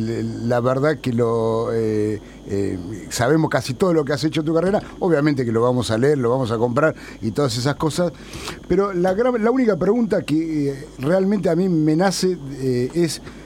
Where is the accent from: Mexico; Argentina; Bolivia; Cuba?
Argentina; viste que todos los argentinos sabemos de fútbol